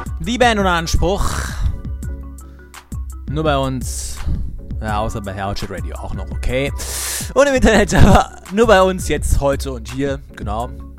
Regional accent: Berlin, Germany; Ich komme aus Berlin, grüße hiermit alle Berliner.

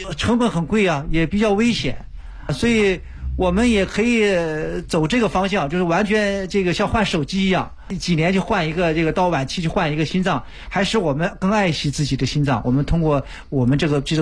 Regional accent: Yantai, Shandong, China; 是，所以我们就是因为我家乡在烟台，因为我母亲今年也87岁啊，需要我去照顾

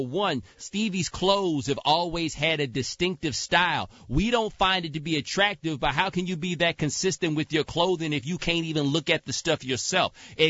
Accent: Texas, United States; Look, I'm from Texas, bruh. I'm just telling you this right now.

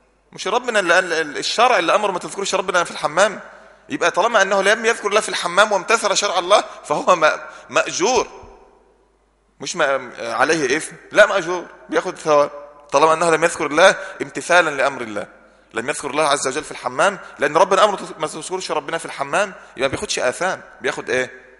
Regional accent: Egypt; قبلتنا سهلة خالص، في مصر قبلتها من ناحية الجغرافيا والاتجاهات الأربعة

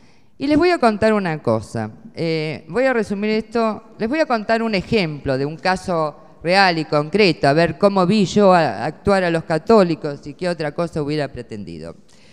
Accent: Buenos Aires, Argentina; Buenos Aires, qué vergüenza me da, y soy porteña

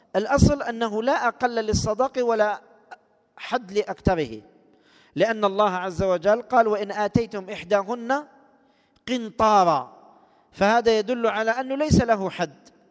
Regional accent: Algeria; لو كان الشيخ يعلم أن المصطلح عندنا في الجزائر الفاتحة المقصود بها العقد الشرعي

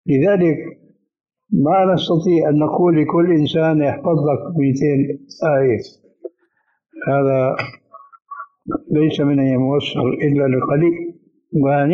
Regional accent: Syria; كانت الى عهد قريب عندنا في سوريا للرجال

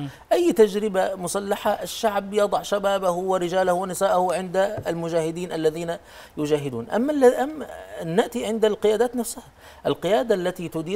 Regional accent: Egypt; نحن عندنا في مصر

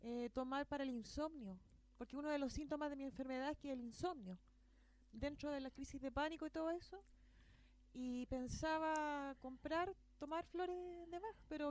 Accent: Santiago, Santiago Metropolitan Region, Chile; Y en Santiago, porque yo soy santiaguina, estaba en 10 pastillas.

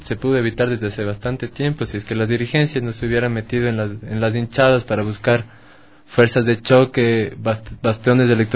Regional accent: Bogotá, Colombia; yo soy de Ciudad Bolívar

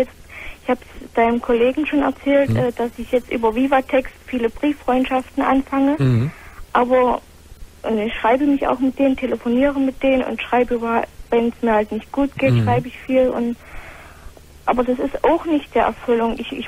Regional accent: East Germany, Germany; born there

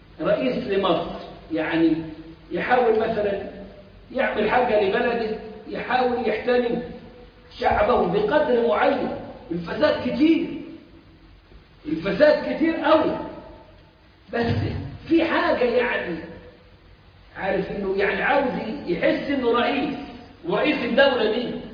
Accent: Egypt; زي اللي فاكر مثلا عندنا في مصر

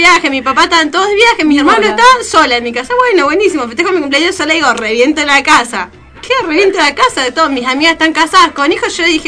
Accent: Cipolletti, Río Negro, Argentina; now in El Bolsón, Argentina; igual yo soy de Cipolletti, ahora estoy viviendo en bolsón

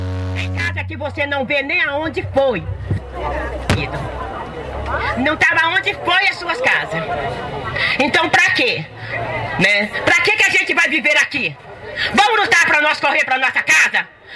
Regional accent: Paracatu de Baixo, Minas Gerais, Brazil; sou uma pessoa deficiente, não tenho condições de viver numa cidade.

